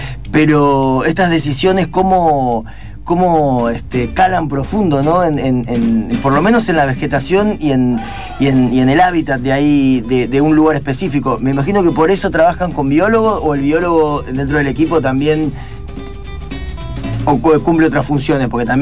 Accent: Concepción del Uruguay, Entre Ríos, Argentina; moved away; es Concepción del Uruguay, que en Entre Ríos, que es a la vera del Uruguay, tenemos una costa que se llama Banco Pelay

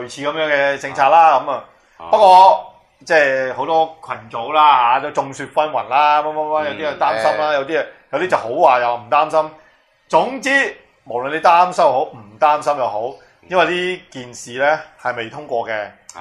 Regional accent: Hong Kong; 因为我哋香港人系属于港澳条例啊嘛。

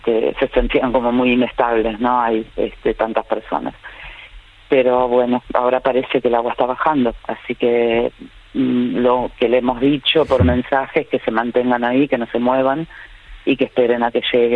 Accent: Málaga, Andalusia, Spain; yo soy de Málaga

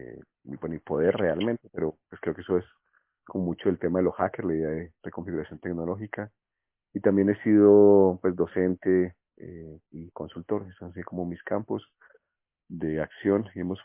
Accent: Colombia; bueno, soy colombiano, creo que se nota por la diferencia de acentos.

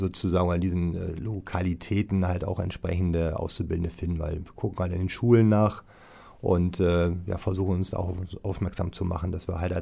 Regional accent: Wilhelmshaven, Lower Saxony, Germany; born there; weil ich erstmal gebürtiger Wilhelmshavener bin.

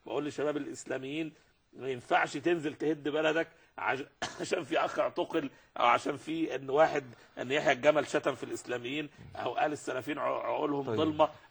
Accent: Egypt; وأنا مصري وده عراقي

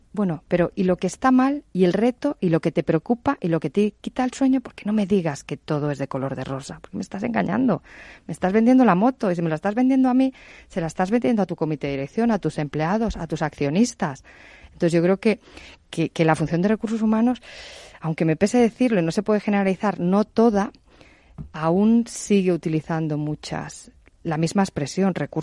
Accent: Spain; obviamente yo soy española

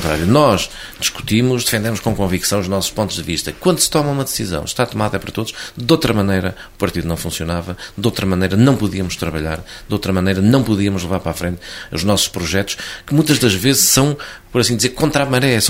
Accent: Vila Franca da Beira, Guarda, Portugal; A minha terra, Vila Franca da Beira, tem, particularmente, em relação a António Lopes, uma dívida de gratidão.

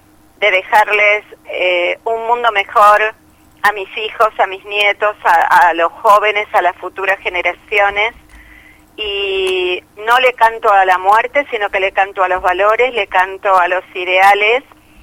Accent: Argentina; porque cuando nos va bien somos todos argentinos.

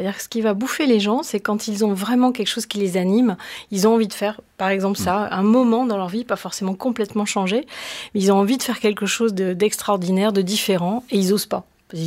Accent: France; on n'est pas tellement dans la culture de l'essai, de l'erreur et de se planter en tant que Français.

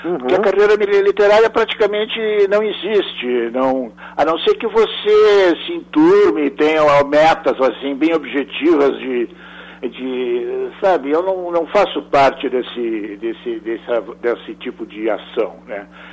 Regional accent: Rio Grande do Sul, Brazil; eu fui criado no Pampa. Uhum. Era rodeado aquela paisagem enorme, né, e fixa, né?

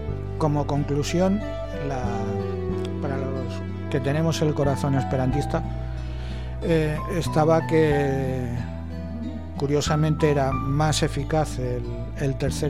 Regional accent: Castile, Spain; born there; yo nací en la Castilla, iba a decir profunda, pero no, estaba en lo alto del monte. Así que pues la Castilla, donde se habla exclusivamente castellano, y a lo largo del tiempo he tenido que ir aprendiendo otros idiomas

